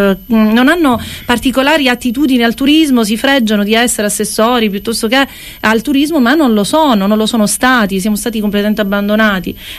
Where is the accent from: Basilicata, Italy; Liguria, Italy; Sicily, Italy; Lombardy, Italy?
Sicily, Italy; now in Cefalù, Italy; a Cefalù da 13, altri 7 insomma li ho fatti sulle Madonie, perché io vengo da Polizia, anche se ora mi sento cefaludese a tutti gli effetti.